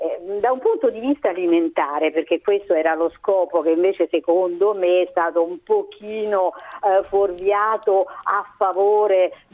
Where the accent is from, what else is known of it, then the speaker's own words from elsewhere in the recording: Rome, Lazio, Italy; io sono di Roma